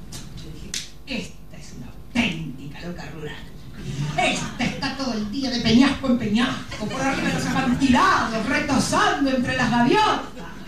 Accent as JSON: {"language": "Spanish", "country": "Argentina", "said": "Y como decimos en mi país, ¿eh? A algún argentino le sonará la expresión."}